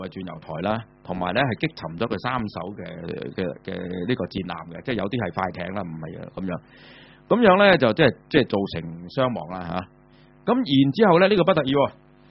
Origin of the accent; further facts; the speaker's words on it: Hong Kong; 呢、這個字我哋香港人好敏感嘅。